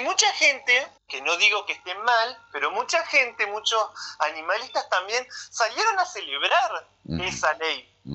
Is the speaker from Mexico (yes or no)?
no; Hernández, Entre Ríos, Argentina; Sí, soy de Hernández.